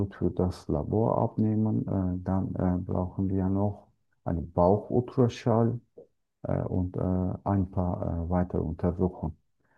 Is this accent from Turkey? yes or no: yes; Turkey; German is a second language; now in Gladbeck, Germany; Ich komme aus der Türkei.